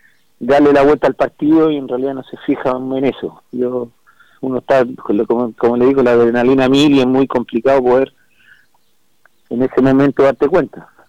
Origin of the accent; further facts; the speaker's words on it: Peñaflor, Santiago Metropolitan Region, Chile; incluso somos ambos de Peñaflor, así que nos conocíamos mucho